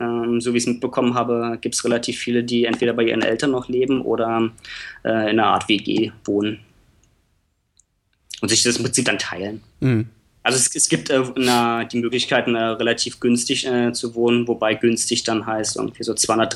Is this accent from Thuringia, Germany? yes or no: no; Berlin, Germany; moved away; also born or lived in Hannover; Ich komme ursprünglich aus Berlin.